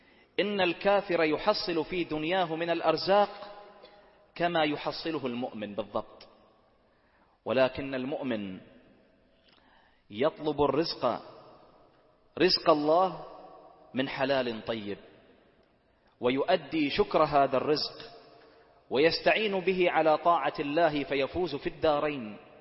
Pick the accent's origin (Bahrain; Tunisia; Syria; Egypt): Bahrain; واجعل بلدنا البحرين آمنة مطمئنة، سخاء رخاء